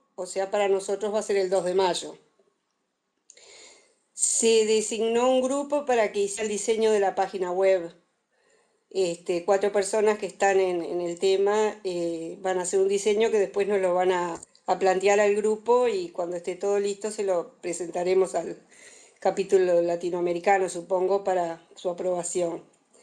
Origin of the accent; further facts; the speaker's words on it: Montevideo, Uruguay; de Uruguay, vivo en Montevideo, tengo 63 años, soy médica y estoy jubilándome.